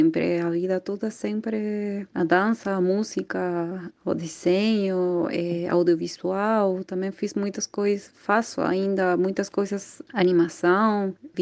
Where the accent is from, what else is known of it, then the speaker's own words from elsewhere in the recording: Chile; Portuguese is a second language; Sou de Chile, nascida no Chile, sou artista visual, gosto muito de viajar